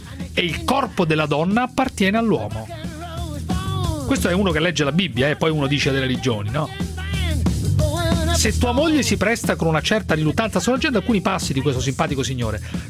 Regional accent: Florence, Tuscany, Italy; Certo. Diciamolo da fiorentino.

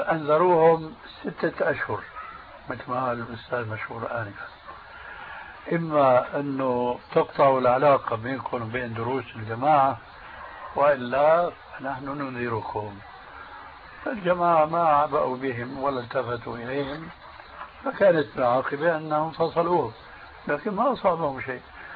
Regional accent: Syria; كما يقولون عندنا في سوريا

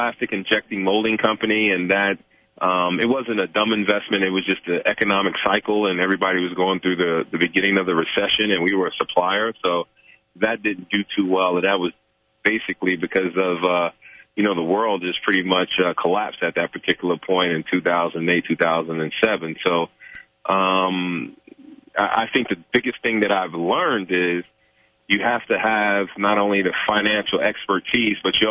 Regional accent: New York City, New York, United States; An inner city kid growing up in New York City, and went to Catholic school in downtown Manhattan

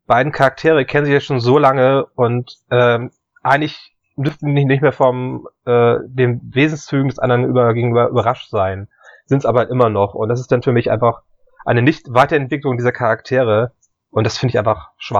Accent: Northern Germany, Germany; das ist ein bisschen trocken, norddeutsch, ich bin halt auch ein Norddeutscher, das liegt mir dann so

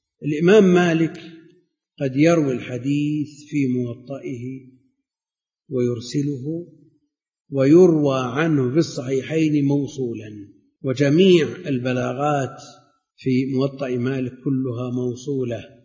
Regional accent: Najd, Saudi Arabia; مثل ما كان عندنا في نجد، إذا نزل المطر مجرد ما تخرج من الباب تسقط على الأرض

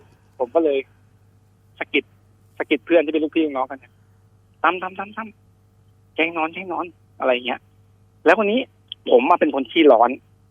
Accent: Bangkok, Thailand; สมัยก่อนเนี่ยผมเกิดโตกรุงเทพนะครับผมก็อยู่ใช้ชีวิตอยู่ในกรุงเทพแล้วก็จะกลับโคราชเนี่ยทุกปิดเทอม

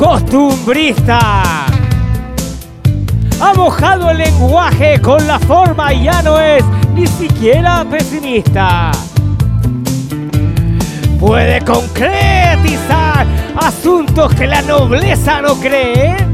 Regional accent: Chile; como todo chileno, cobarde.

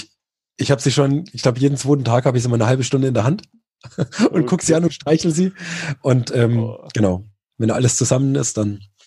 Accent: Murnau, Bavaria, Germany; Bei uns in Murnau, also da, wo ich herkomme, sind knapp über 200 Kilometer, knapp 3.500 Höhenmeter.

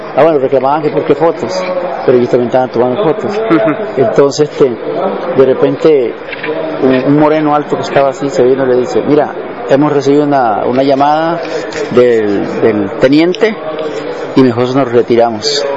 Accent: Costa Rica; Y yo le digo, no, soy de Costa Rica, ¿no?

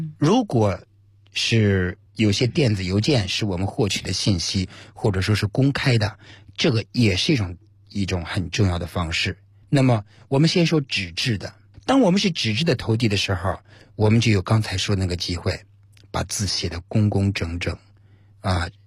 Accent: China

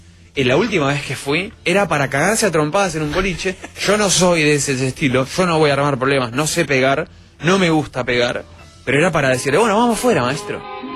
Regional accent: Argentina; Y yo soy argentino, ¿entendés?

